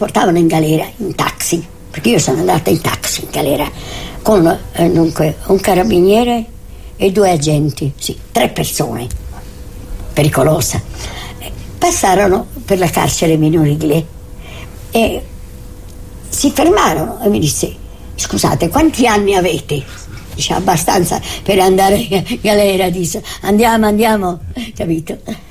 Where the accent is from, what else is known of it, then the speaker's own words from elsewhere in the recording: Rome, Lazio, Italy; born there; Io vengo da una famiglia sarda, e però sono stranamente l'unica figlia nata a Roma. Sono nata a Roma nel 1912, 27 marzo 1912.